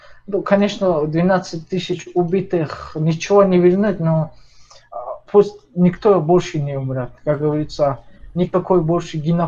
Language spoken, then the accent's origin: Russian; Dagestan, Russia; Я из Дагестана